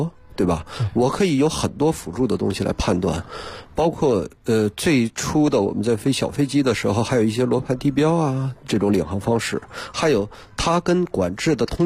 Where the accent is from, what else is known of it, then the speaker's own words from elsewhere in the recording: Harbin, Heilongjiang, China; 我是哈尔滨人